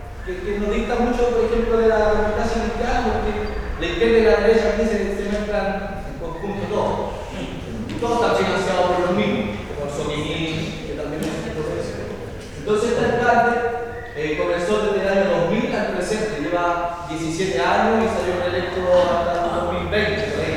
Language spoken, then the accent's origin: Spanish; Colina, Santiago Metropolitan, Chile; Nosotros venimos de la comuna de Colina, acá está Santiago, acá está Colina, y ahí se va avanzando. Estamos a unos 30 kilómetros más o menos al norte de Santiago, y la verdad es que ha sido muy difícil crecer en ese espacio